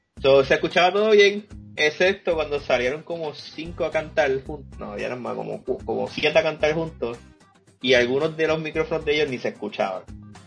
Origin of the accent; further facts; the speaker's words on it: Carolina, Puerto Rico; La soy de Carolina y embrace mi raíz.